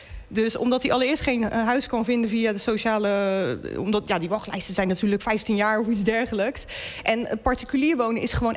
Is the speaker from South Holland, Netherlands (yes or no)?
yes; Rotterdam, South Holland, Netherlands; En ik kom zelf uit Rotterdam-Zuid. Ja, daar hebben mensen het ook niet breed.